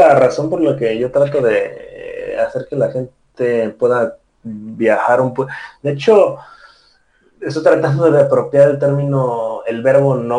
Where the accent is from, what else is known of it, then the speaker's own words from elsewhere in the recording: Tabasco, Mexico; born there; also born or lived in Puebla; nací en Tabasco y luego yo estudié en la ciudad de Puebla, que es increíble, y estaba viajando por varias partes, por Cancún, muchas partes de México